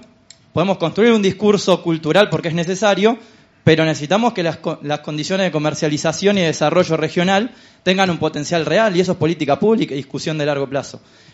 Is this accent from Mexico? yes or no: no; Argentina; de Argentina.